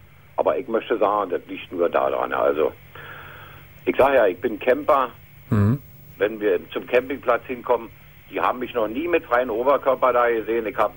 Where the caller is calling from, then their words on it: Berlin, Germany; Ich bin Berliner, ja.